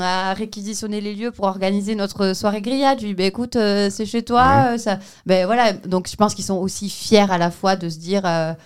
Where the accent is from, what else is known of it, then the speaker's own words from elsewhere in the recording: Vielle-Saint-Girons, Nouvelle-Aquitaine, France; moi en plus, je suis originaire du Vielle-Saint-Girons, donc je connais beaucoup de monde.